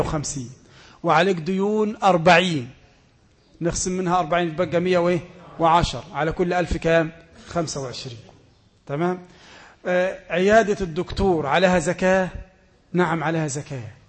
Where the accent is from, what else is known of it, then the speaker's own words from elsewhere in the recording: Egypt; أي واحد يسلم دلوقت مثلا عندنا في مصر يسلم